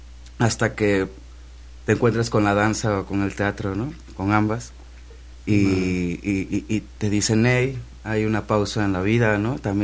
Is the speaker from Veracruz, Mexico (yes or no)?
yes; Pacho Viejo, Veracruz, Mexico; Sí, bueno, de un pueblo que se llama Pacho Viejo, cerca